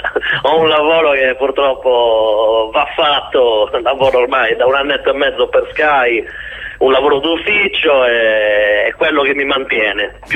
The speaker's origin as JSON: {"language": "Italian", "town": "Serramanna", "region": "Sardinia", "country": "Italy", "said": "non è che io stia prendendo in giro Serramanna, ci mancherebbe altro. Ho voluto utilizzare il mio paese come esempio"}